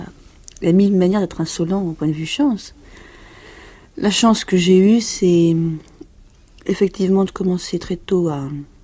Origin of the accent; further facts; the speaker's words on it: Paris, Île-de-France, France; also born or lived in Cajarc; Je suis née dans le Lot, à Cajar, dans le sud-ouest, et j'ai habité Paris toute ma vie, sauf pendant la guerre où on habitait Lyon.